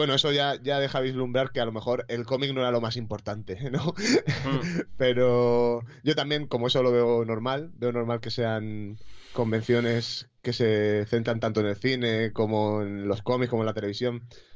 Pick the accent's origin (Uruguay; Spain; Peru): Spain; Orihuela, Valencian Community; yo soy de Orihuela, que más o menos somos alicantinos, pero murcianos de corazón